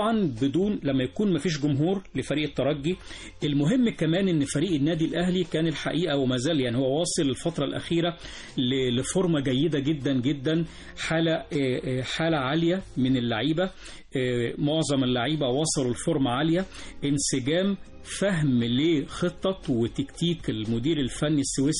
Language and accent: Arabic; Egypt; بقى بيحب الملعب ده اكتر من بعض الملاعب عندنا في مصر